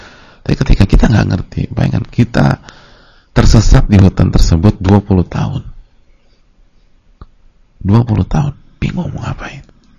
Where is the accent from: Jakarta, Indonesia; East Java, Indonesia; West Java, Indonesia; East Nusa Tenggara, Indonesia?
Jakarta, Indonesia; Kita aja orang Jakarta, lahir di Jakarta, itu udah masih sering nyasarnya.